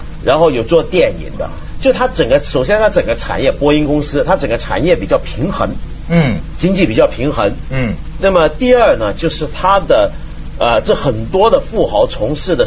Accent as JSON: {"language": "Chinese", "country": "Hong Kong", "said": "因为我作为一个香港人，我就很有这个体会。"}